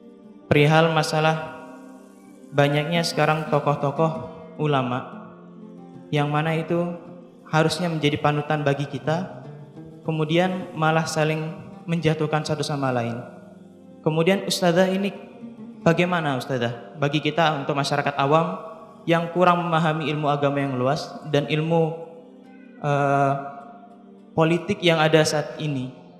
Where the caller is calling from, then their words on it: Denpasar, Bali, Indonesia; Saya dari Denpasar, Bali.